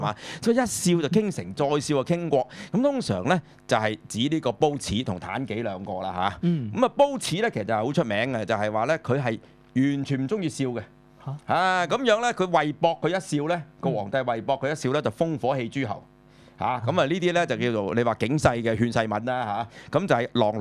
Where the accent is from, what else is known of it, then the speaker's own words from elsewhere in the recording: China; 咁所以咧，其實我作為中國人嚟講啦